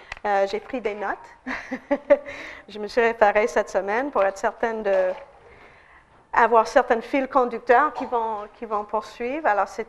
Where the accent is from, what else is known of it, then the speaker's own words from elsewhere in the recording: United States; French is a second language; Alors, en tant qu'Américaine, je ne me sens pas étrangère.